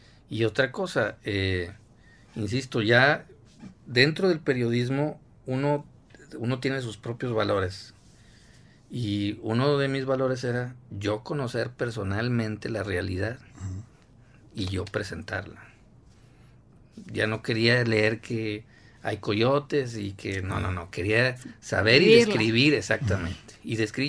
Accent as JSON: {"language": "Spanish", "town": "Monterrey", "region": "Nuevo León", "country": "Mexico", "said": "Y yo, pues soy de Monterrey."}